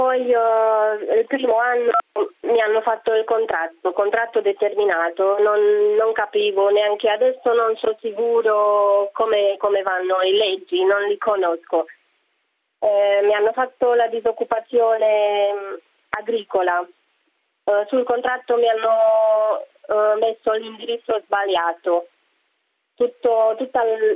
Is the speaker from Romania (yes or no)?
yes; Romania; now in Italy; Io sono da Romania.